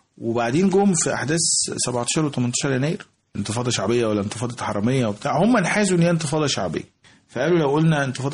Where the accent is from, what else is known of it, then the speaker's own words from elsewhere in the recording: Egypt; انت عارف احنا عندنا في مصر احنا بنسميهم في المينا الاسطوات